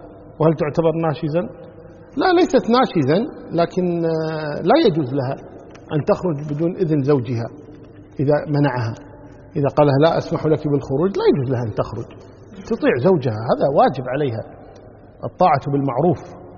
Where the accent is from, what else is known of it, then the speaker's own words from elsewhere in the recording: Kuwait; يعني عندنا في الكويت عن طريق وزارة العدل